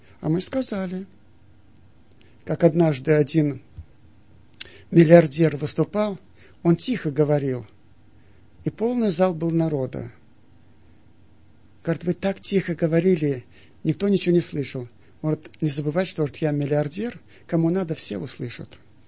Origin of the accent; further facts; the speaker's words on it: Siberia, Russia; Я сам из Сибири